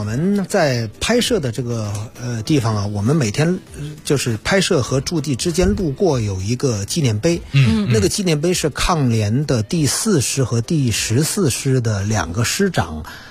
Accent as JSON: {"language": "Chinese", "country": "China"}